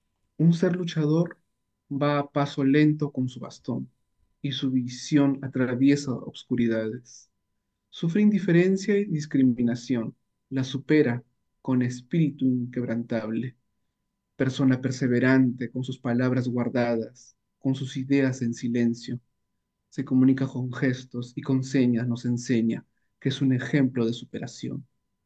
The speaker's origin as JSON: {"language": "Spanish", "town": "Suyupampa", "region": "Piura", "country": "Peru", "tie": "born or raised there", "said": "una vivencia tanto de la niñez mía en mi barrio, donde yo nací, en Suyupampa, Ayabaca, Piura"}